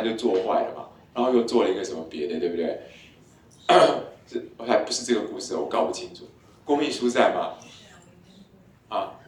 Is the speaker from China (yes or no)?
no; Taiwan; 还有一个地方就是我们台湾人最常有的湿气卡关